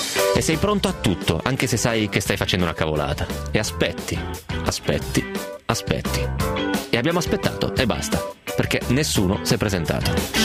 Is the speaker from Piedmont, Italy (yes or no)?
yes; Romentino, Piedmont, Italy; quello che aggiustava le biciclette a Romentino, al mio paese